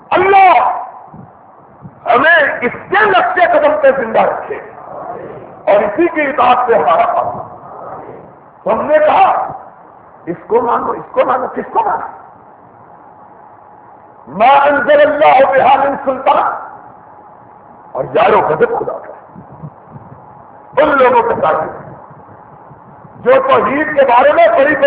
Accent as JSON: {"language": "Urdu", "town": "Sialkot", "region": "Punjab", "country": "Pakistan", "said": "میں بھی ضلع سیالکوٹ کا رہنے والا ہوں, سیالکوٹ کا."}